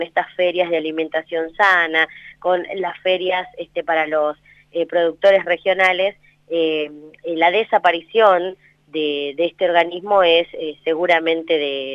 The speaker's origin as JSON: {"language": "Spanish", "town": "General Villegas", "region": "Buenos Aires Province", "country": "Argentina", "said": "la provincia de Buenos Aires, de la que soy parte también, porque soy de General Villegas"}